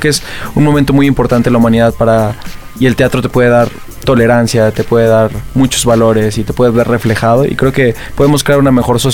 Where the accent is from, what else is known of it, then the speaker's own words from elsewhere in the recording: Monterrey, Nuevo León, Mexico; nosotros dos venimos de Monterrey, Nuevo León, de hecho